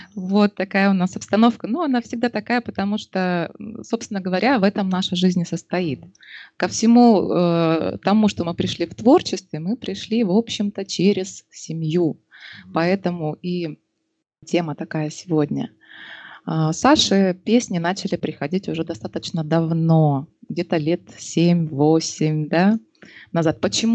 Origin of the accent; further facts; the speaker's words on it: Novosibirsk, Novosibirsk Oblast, Russia; живем под Новосибирском в Академгородке. Саша здесь родился и вырос. Я переехала из Новосибирска сюда в 14 лет.